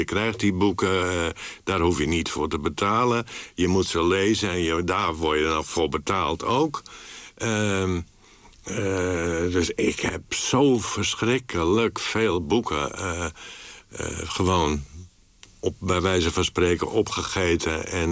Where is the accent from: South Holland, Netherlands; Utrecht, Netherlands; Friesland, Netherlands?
Friesland, Netherlands; accent: Frisian; Ik had alleen mijn accent tegen. Dus bij de eerste beste uitspraak van mij... wisten de mensen wel dat ik uit Friesland kwam.